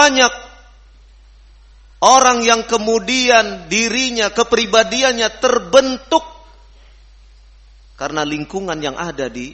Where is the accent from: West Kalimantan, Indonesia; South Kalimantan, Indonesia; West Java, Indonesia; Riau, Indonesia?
West Java, Indonesia; Saya orang Sunda tapi bisa menyebut F. Jangan kira orang Sunda tidak bisa mengucapkan F.